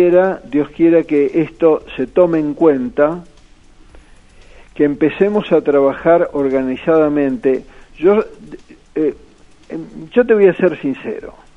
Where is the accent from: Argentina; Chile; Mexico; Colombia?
Argentina; Yo lo que propongo, como muchos argentinos proponemos y muchos argentinos expatriados son hoy gente que va a recibir premios Nobel dentro de unos años